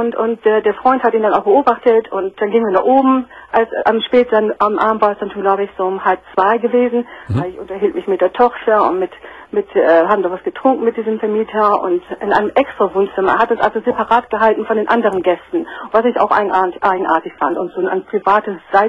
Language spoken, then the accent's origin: German; Northern Germany, Germany; moved away; weil ich jedes Jahr in meine Heimat fahre, nach Norddeutschland, da komme ich her.